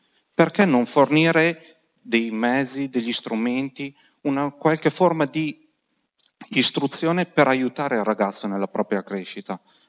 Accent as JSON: {"language": "Italian", "town": "Piacenza", "region": "Emilia-Romagna", "country": "Italy", "lives_now": "Padua, Italy", "said": "Io non sono di Padova, vengo da Piacenza"}